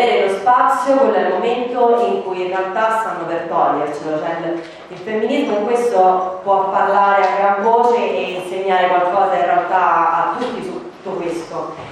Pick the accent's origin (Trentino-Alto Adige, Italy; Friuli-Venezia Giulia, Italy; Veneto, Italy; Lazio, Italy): Lazio, Italy; Rome; perché vengo da Roma, mi sono laureata qualche anno fa